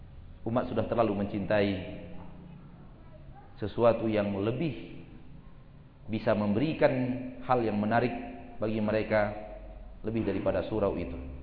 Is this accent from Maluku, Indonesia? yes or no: no; Pekanbaru, Riau, Indonesia; also born or lived in Bukittinggi; Oleh karena itu saya sudah besar di Pekanbaru dan meninggalkan Bukit Tinggi dari umur 4 tahun.